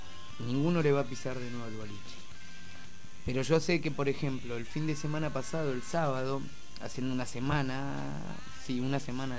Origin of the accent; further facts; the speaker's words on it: Necochea, Buenos Aires Province, Argentina; born there; now in La Plata, Argentina; Yo nací en Necochea, pero hace 20 años que vivo en La Plata. No me considero platense típico, pero soy más platense que de Necochea.